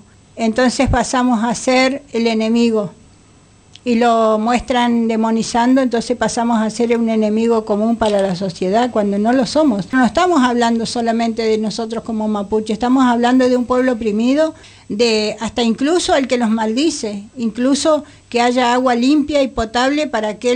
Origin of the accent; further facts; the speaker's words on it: Bariloche, Río Negro, Argentina; Yo me crié en Bariloche